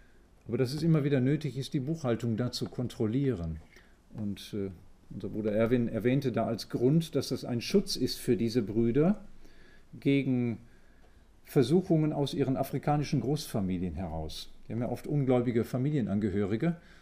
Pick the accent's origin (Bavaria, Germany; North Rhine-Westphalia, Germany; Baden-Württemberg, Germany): North Rhine-Westphalia, Germany; Vollmarstein; Und ich komme aus Vollmerstein